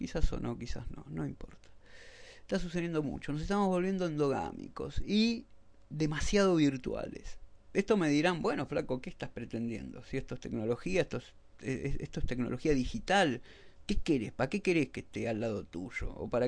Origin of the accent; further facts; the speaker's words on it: Argentina; Yo soy argentino